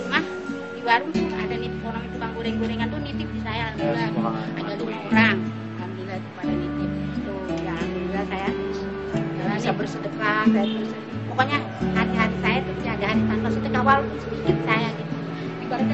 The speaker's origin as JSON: {"language": "Indonesian", "region": "Jakarta", "country": "Indonesia", "said": "kan bahasa orang Betawi kan, saya orang Betawi ya."}